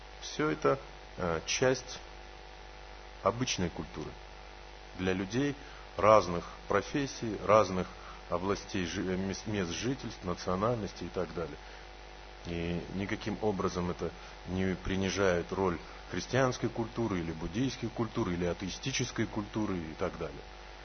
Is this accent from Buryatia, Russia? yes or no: yes; Ulan-Ude, Buryatia, Russia; born there; Сразу еще раз скажу, что я родился в Улан-Удэ.